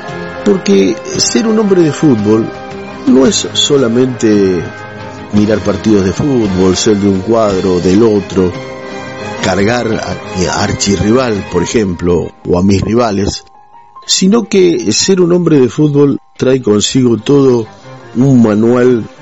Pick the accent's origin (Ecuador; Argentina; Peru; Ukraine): Argentina; Adrogué, Buenos Aires Province; born there; now in Roque Pérez, Argentina; no soy nacido en Roque Pérez, yo nací en partido de Almirante Brown, más precisamente en Adrogué, y por la profesión de mi papá, bueno, recorrí, mi papá era médico, recorrí varios lugares.